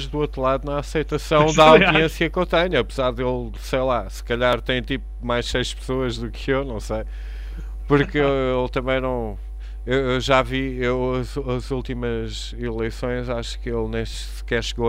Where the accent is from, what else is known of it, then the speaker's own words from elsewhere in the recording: Portugal; Porque eu próprio, como português, fosse para fora